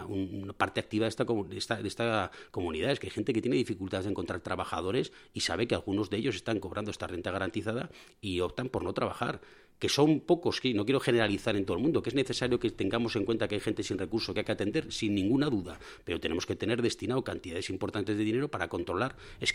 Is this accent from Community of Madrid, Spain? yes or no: no; Navarre, Spain; porque forma parte de nuestra identidad como navarros.